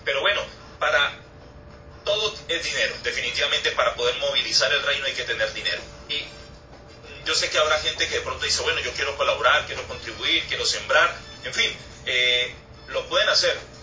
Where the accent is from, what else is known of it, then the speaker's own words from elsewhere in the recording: Cali, Valle del Cauca, Colombia; personas de mi tierra, de Colombia y de Cali